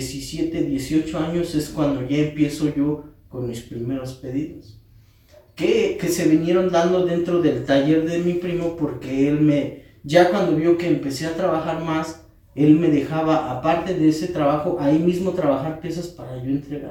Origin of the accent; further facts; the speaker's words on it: Metepec, State of Mexico, Mexico; Soy maestro artesano de Metepec, Estado de México.